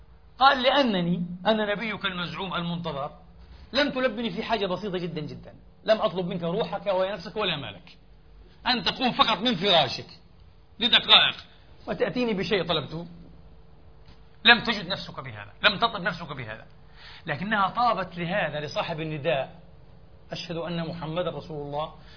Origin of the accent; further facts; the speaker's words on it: Palestine; الشعب الفلسطيني منا نحن فلسطيني